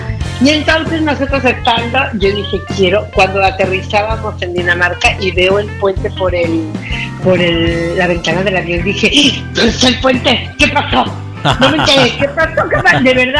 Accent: Mexico; le digo, bueno, yo soy mexicana

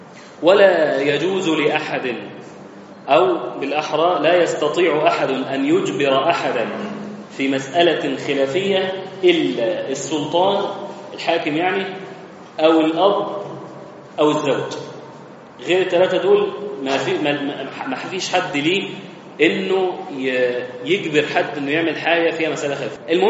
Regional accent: Egypt; عندنا هيئة المساحة، عندنا في مصر

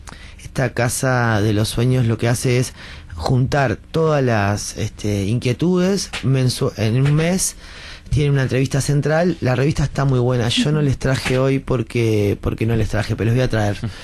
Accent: Denmark; now in Uruguay; Yo porque soy danés, ¿viste?

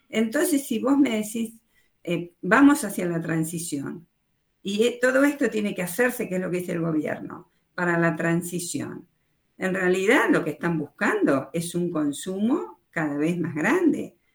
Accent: Argentina; Lamentablemente no lo veo como Argentina. Ahora, nosotros exportamos petróleo desde Puerto Rosales a Estados Unidos.

